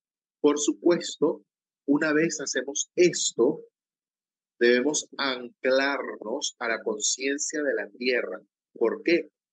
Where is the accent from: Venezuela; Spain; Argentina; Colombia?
Venezuela; Imagínate un entramado en el juego en mi país, Venezuela.